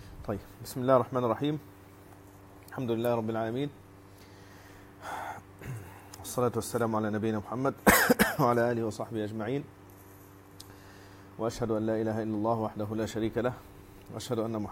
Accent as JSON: {"language": "Arabic", "country": "Egypt", "said": "طبعا المصريين بيسموه موز بلبن، وانا مصري فالمفروض اقول موز بلبن"}